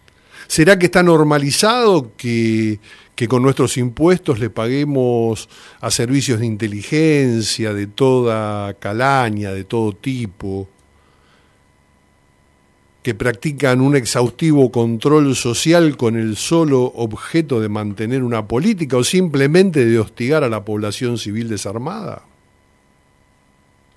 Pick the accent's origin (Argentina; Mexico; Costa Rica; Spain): Argentina; y no solamente por lo que nos sucede a nosotros como argentinos